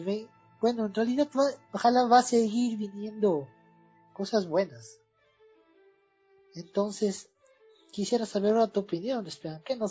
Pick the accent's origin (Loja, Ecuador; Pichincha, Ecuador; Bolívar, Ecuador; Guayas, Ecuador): Pichincha, Ecuador; Quito; Aquí nosotros como ecuatorianos, siendo más específicos, quiteños, vemos las marchas